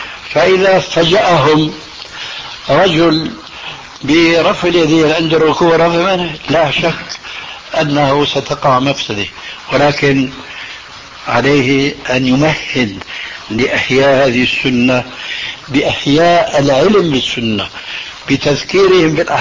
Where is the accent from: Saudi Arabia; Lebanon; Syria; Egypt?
Syria; نضربها كما يقولون عندنا في الشام علاوية